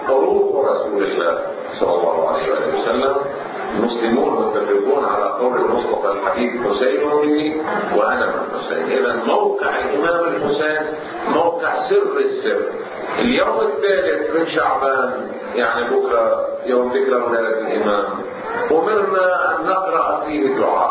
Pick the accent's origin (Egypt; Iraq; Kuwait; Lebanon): Lebanon; عندنا في لبنان